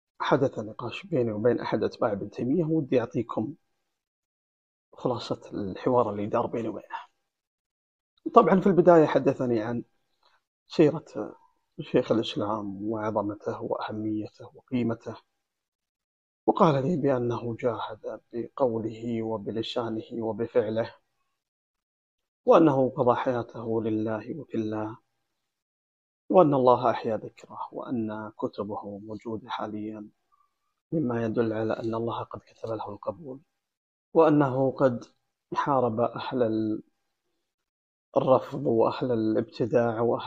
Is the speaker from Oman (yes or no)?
no; Saudi Arabia; أنا مواطن سعودي، عندي بطاقة هوية مكتوب فيها مواطن سعودي، وعندي دولة اسمها المملكة العربية السعودية